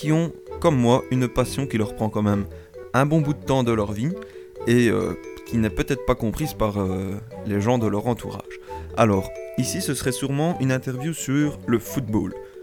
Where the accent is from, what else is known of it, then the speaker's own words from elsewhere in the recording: Belgium; je ne suis pas français, mais je suis belge, mais ça se passe dans un pays limitrophe